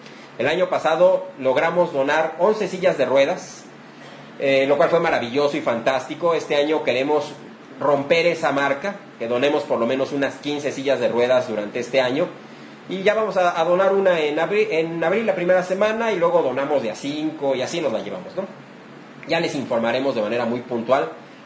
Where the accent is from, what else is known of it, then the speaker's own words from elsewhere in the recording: Mexico; es lo que tenemos que hacer ya como mexicanos